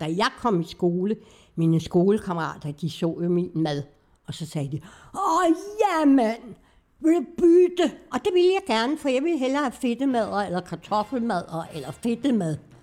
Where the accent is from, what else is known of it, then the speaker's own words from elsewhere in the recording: Copenhagen, Capital Region of Denmark, Denmark; born there; Ja, jeg er født på Islands Brygge, i noget, der hedder Grundlyksgade nummer 7